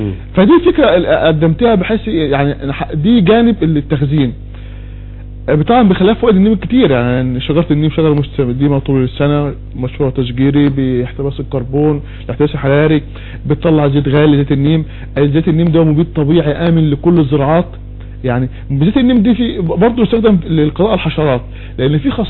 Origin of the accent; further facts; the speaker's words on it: Egypt; اللي عندنا في مصر